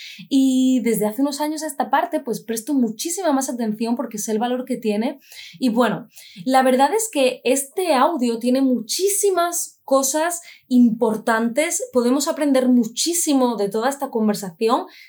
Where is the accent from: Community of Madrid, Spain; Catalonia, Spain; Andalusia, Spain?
Andalusia, Spain; hay ruido, somos andaluces, eso también se nota, por supuesto.